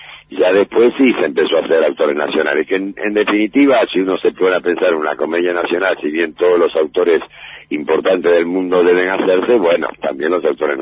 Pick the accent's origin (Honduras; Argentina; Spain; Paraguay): Argentina; Rosario, Santa Fe; moved away as an adult; now in Buenos Aires, Argentina; cuando yo me radiqué en Buenos Aires, allá por el año 68 yo vine de Rosario a ser actor